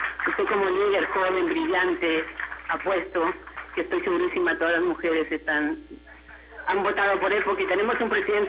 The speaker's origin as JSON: {"language": "Spanish", "town": "Ancón", "region": "Santa Elena", "country": "Ecuador", "moved": "yes", "lives_now": "Miami, United States", "said": "Yo soy de un pueblo chiquito de cerca de Guayaquil que se llama Ancón."}